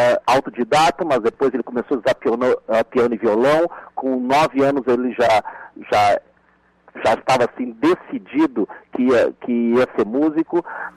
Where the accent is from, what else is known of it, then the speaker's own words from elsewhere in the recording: Taubaté, São Paulo, Brazil; Nasci em São Paulo, mas criado em Taubaté.